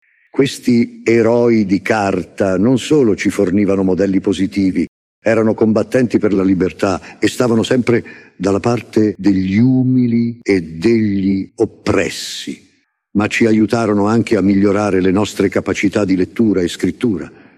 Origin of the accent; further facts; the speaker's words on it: Southern Italy, Italy; accent: southern Italian; pensavamo che il nostro accento meridionale fosse un ostacolo che ci impediva di essere accettati a pieno titolo dai nostri concittadini del nord